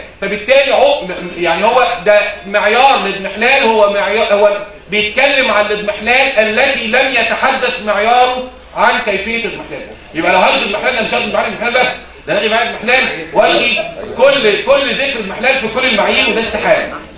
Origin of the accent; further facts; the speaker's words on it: Egypt; بس عندنا في مصر قيود وهنا مفيش اي قيود على الموضوع ده